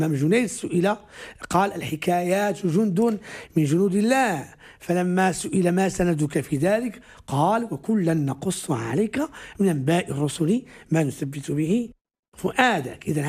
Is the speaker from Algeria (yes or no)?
no; Morocco; accent: Moroccan Darija; حين نتحدث مثلا في دارجتنا المغربية